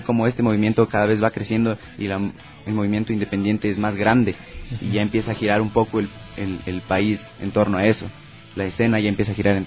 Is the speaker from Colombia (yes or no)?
no; Quito, Pichincha, Ecuador; somos de aquí, de Quito, somos de la mitad del mundo, somos de Ecuador.